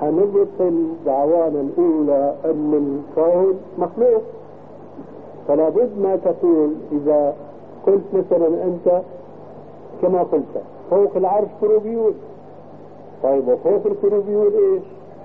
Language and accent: Arabic; Syria; ولكن عندنا في الشام عبارة يقولون هلم بجماع الصامات.